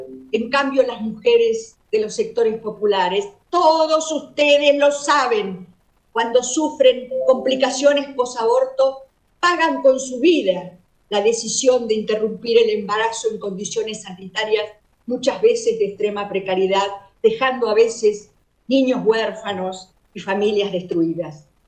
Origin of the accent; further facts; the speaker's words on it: La Pampa, Argentina; especialmente a las de mi Pampa, de mi tierra amada, pionera en establecer derechos de las mujeres